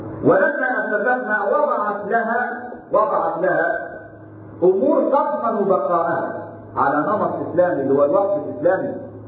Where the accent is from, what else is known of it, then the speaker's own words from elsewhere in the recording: Egypt; قال الأثرياء في السابق في مصر في بلدنا مصر